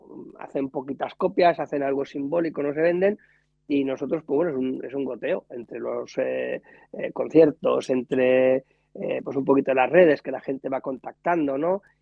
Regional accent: Barcelona, Catalonia, Spain; en la banda nosotros somos de Barcelona, de los alrededores, ¿no?, de la periferia, y hablamos pues en catalán y hablamos en castellano

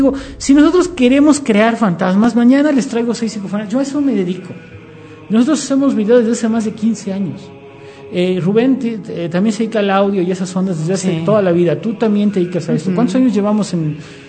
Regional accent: Mexico; Y como mexicanos, ¿qué ponemos? Una ofrenda

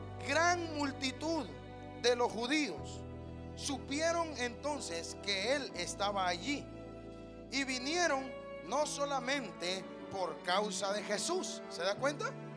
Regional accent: Honduras; Me siento mexicano, me siento guatemalteco, me siento salvadoreño, pero soy hondureño, ¿qué le voy a hacer?

